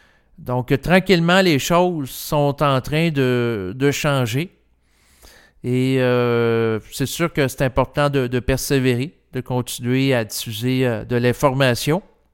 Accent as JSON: {"language": "French", "region": "Quebec", "country": "Canada", "tie": "born there", "said": "moi, je suis né au Québec et j'ai pas à changer d'endroit et je l'apprécie."}